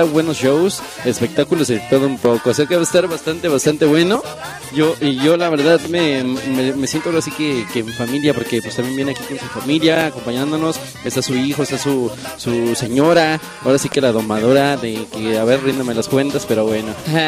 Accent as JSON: {"language": "Spanish", "town": "Acapulco", "region": "Guerrero", "country": "Mexico", "said": "Ay, papá, mira, uno de Poza Rica y yo de Acapulqueño."}